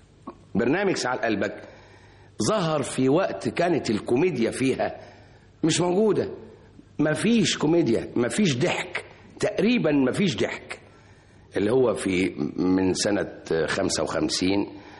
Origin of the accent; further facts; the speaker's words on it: Egypt; من اعظم رجال التعليم الموجودين عندنا في مصر